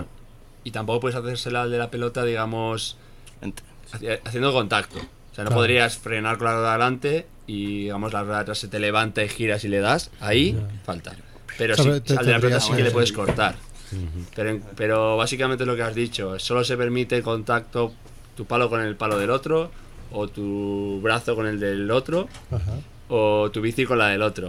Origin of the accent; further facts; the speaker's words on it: Pamplona, Navarre, Spain; Yo soy de Pamplona, entonces por ahí se lleva mucho lo de la cuadrilla.